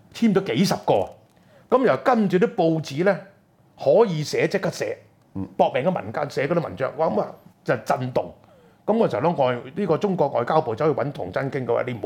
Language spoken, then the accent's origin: Cantonese; Hong Kong; 我哋香港人攞個桶，我哋每個人我都有滴血啊。